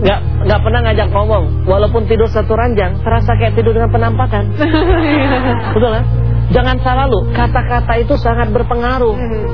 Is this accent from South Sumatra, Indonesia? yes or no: yes; Palembang, South Sumatra, Indonesia; Kalau orang kampung saya Palembang bilang cemekean.